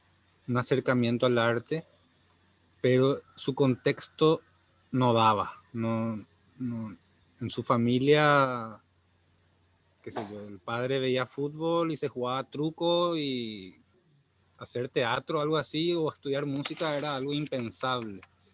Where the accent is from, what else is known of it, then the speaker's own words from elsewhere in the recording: Asunción, Paraguay; now in Areguá, Paraguay; Entonces me mudé a Areguá porque yo soy originalmente de Asunción.